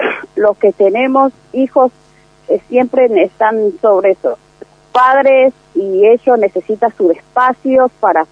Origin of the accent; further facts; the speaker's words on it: Paraguay; now in Argentina; Nosotros somos madre paraguaya, pero tenemos hijos argentinos, tenemos 4 o 5 cada una, hijos argentinos